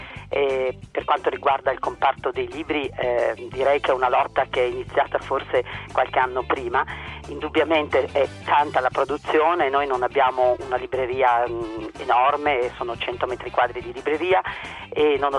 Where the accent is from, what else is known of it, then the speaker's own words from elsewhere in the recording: Busto Arsizio, Lombardy, Italy; Busto, perché siamo di Busto Arsizio